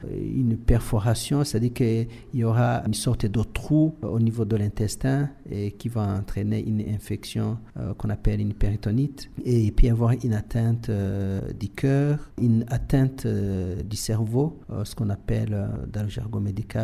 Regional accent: Burundi; On peut les avoir ici chez nous au Burundi.

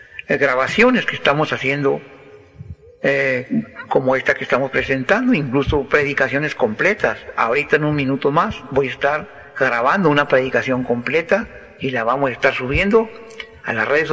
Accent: Villa Ahumada, Chihuahua, Mexico; Yo anhelo ver a mi pueblo Villahumada salvado

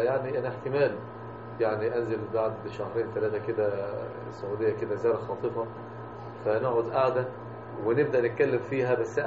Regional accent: Mansoura, Dakahlia, Egypt; يعني إحنا عندنا في المنصورة كثير جدا من أهل المنصورة ما يعرفوش الشغل بتاعنا في المنصورة

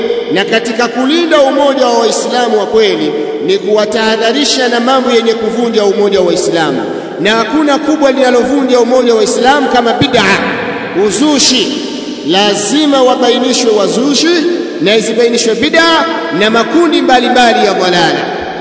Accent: Mwanza, Tanzania; sisi ndugu zenu katika mji wa Mwanza, sababu mimi natokea Mwanza

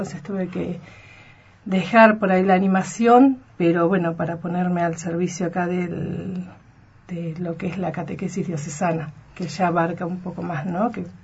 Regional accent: Río Negro, Argentina; No sabría decirte cuántos somos los argentinos, pero también hay un gran número. Rionegrinas, sí, somos dos.

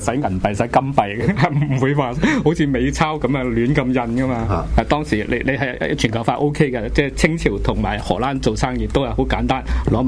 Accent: Hong Kong; 即系我哋香港人面对紧嘅

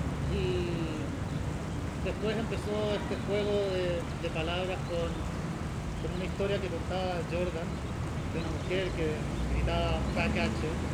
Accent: Chile; Este es un juguete que venden en mi país, en Chile.

